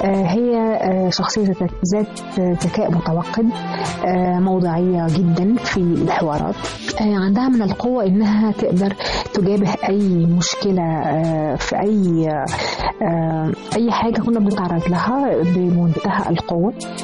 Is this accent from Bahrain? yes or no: no; Egypt; وسعيدة أن أنا مصرية من ضمن المصريات اللي هم فعلا يعني حبوا البلد.